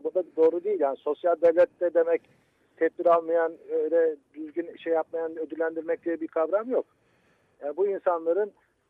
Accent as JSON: {"language": "Turkish", "region": "Black Sea Region", "country": "Turkey", "said": "Vallahi Karadenizliyim. Biz de düz mandık çok gideriz, kullanırız."}